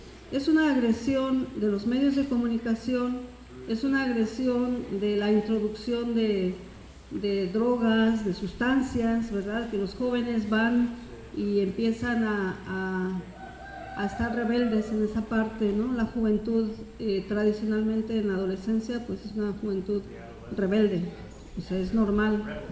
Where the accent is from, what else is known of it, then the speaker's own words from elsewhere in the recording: Oaxaca, Mexico; allá en Oaxaca nosotros estamos trabajando junto con agrónomos, con técnicos, en el rescate de la medicina tradicional